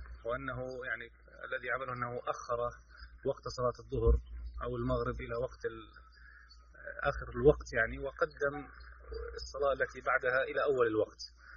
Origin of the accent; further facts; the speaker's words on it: Kuwait; هذا الموضوع كان يعني بيدا كثير من الناس عندنا في الكويت